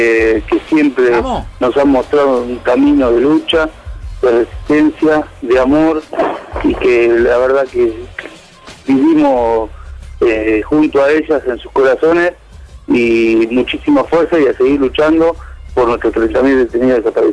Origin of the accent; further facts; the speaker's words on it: Jujuy, Argentina; soy de Jujuy